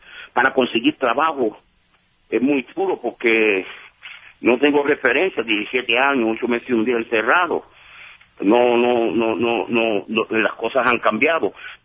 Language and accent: Spanish; Puerto Rico; also born or lived in Brooklyn, New York; Pues yo nací en Brooklyn, Nueva York, pero me crié en la isla de Puerto Rico.